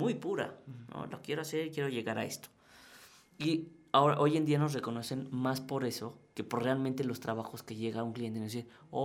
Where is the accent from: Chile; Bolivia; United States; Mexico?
Mexico; ¿quién puedo ser yo como diseñador mexicano en un mundo global? Pues la respuesta es fácil, pues un diseñador mexicano.